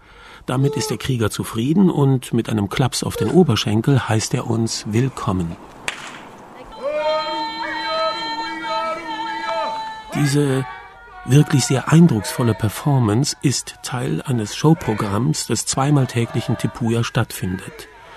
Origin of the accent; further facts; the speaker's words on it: Cologne, North Rhine-Westphalia, Germany; Naja, als Kölner bin ich es ja gewohnt, mich zu verkleiden.